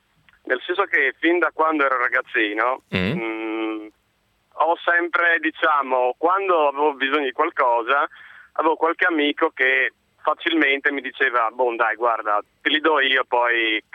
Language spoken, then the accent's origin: Italian; Buia, Friuli-Venezia Giulia, Italy; Sono di Buia, Udine.